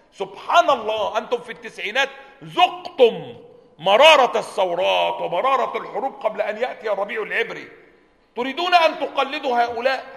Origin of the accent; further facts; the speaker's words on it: Egypt; كانت جماعة عندنا في مصر